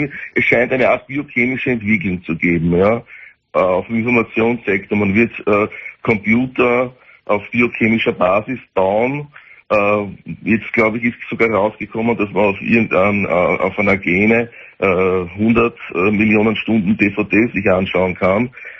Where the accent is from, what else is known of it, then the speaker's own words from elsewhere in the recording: Austria; Ja, ich bin Österreicher.